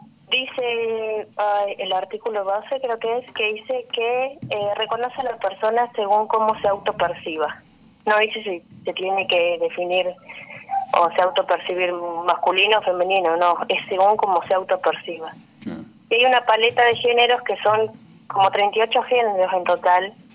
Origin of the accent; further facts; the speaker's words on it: Neuquén, Argentina; Y acá en Neuquén, bueno, yo soy de Neuquén